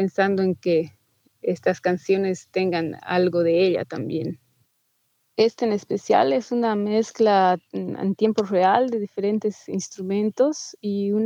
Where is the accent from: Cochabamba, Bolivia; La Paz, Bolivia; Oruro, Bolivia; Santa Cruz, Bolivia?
Cochabamba, Bolivia; soy de Cochabamba, Bolivia